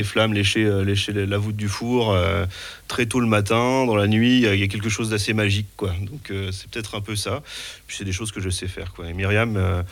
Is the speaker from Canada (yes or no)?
no; Nancy, Grand Est, France; born there; je suis d'origine polonaise, je suis né à Nancy.